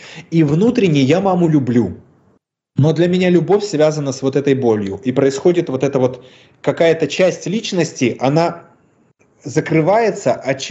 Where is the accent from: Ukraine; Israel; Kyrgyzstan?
Ukraine; now in Russia; Мне непонятно, я украинец или я русский, потому что я переехал, у меня дедушка прожил в России, родом мы все из Украины, фамилия моя вообще белорусская, бабушка моя вообще латышка там.